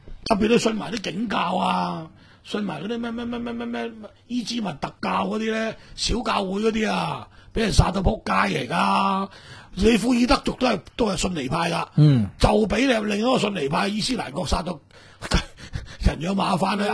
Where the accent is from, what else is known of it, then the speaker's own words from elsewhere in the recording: Hong Kong; 但系呢句话同我哋香港人嘅刁喇妈系差唔多嘅